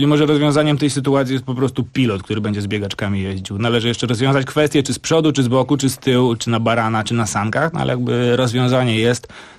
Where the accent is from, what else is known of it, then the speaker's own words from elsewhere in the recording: Grochów, Masovian Voivodeship, Poland; Jakby ja jestem z Grochowa. Ja wiem, że nie należy się wychylać. Jakby to tak samo pasuje do polityki, jak do mieszkania na blokowisku.